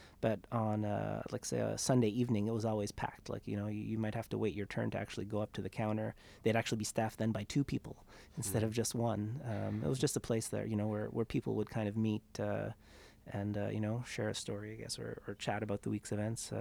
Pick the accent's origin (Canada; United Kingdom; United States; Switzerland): Canada; Wedgeport, Nova Scotia; now in Ottawa, Canada; I grew up in a small little town called Wedgeport, Nova Scotia, which is a small Acadian fishing village in the southwest corner of the province.